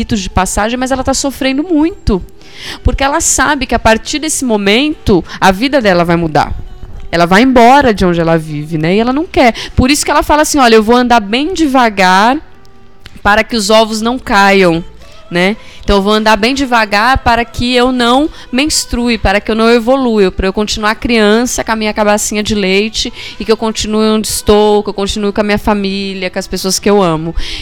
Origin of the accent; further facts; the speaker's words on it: Brazil; Mas quantas tábuas invisíveis nós, mulheres aqui brasileiras, não temos, né?